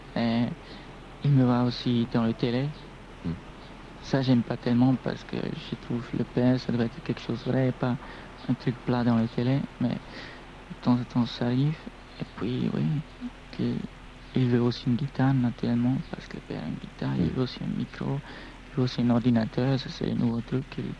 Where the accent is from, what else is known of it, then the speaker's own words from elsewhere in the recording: Brussels, Brussels-Capital Region, Belgium; born there; on sent aussi que je ne viens pas de Paris, je viens de... Oui, je suis né à Bruxelles.